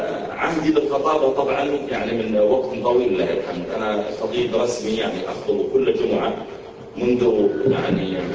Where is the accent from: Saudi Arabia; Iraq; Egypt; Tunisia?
Saudi Arabia; Riyadh, Riyadh Province; عندنا في الرياض